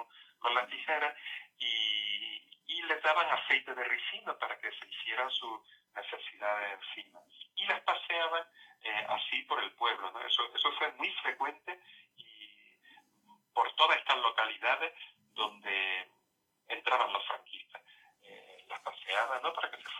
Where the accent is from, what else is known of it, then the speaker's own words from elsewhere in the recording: Torrox, Andalusia, Spain; Yo recuerdo el caso de un señor de mi pueblo